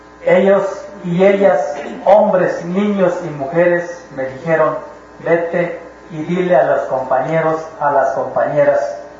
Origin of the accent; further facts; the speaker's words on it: La Realidad, Chiapas, Mexico; vengo del Caracol 1 de la realidad.